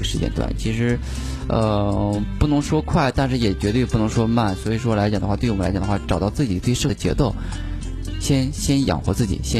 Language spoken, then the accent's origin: Chinese; Shandong, China; 可能跟我山东人的特质有关系，是个保守主义者吧。